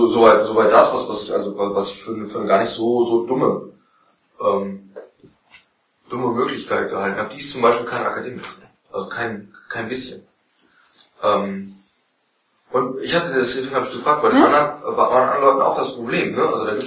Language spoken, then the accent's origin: German; North Rhine-Westphalia, Germany; Ach genau, ich komme aus Westfalen.